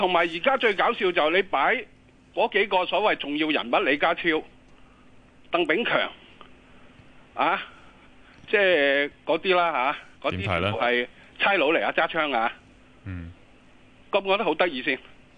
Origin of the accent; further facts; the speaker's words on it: Hong Kong; 我喺香港62年出世，住到今时今日